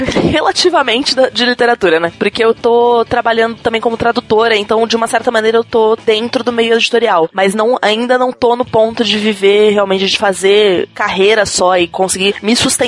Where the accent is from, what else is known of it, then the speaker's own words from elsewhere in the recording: São Paulo, Brazil; Bom, eu sou natural de São Paulo, vivo em São Paulo a minha vida inteira